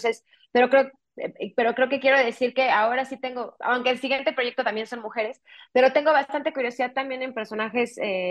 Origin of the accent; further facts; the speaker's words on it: Mexico City, Mexico; mi coescritora y yo, y el gran parte del equipo creativo detrás de Huesera, crecimos en la Ciudad de México, somos latinoamericanas